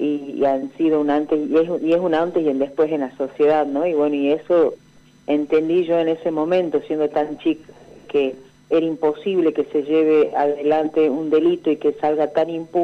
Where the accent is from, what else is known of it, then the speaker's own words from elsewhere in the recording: Tartagal, Salta, Argentina; Yo soy de Tartagal, nacida y criada la mitad de mi vida en Tartagal, provincia de Salta, que estamos a 50 kilómetros de la frontera.